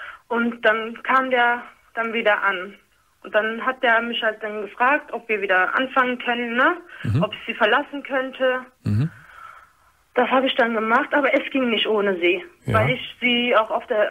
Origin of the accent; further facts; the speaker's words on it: Turkey; Auch, sagen wir mal so, ich bin Türkin.